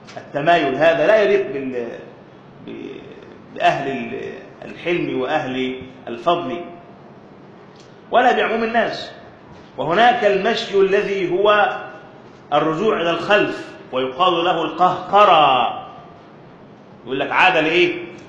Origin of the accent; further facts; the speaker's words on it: Egypt; اللي احنا بنسميه عندنا في مصر يقول لك ده ماشي بيمد